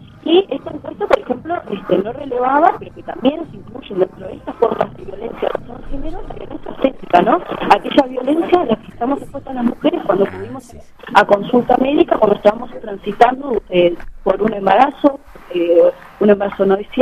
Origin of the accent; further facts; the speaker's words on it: Uruguay; la coordinadora que venimos del Uruguay.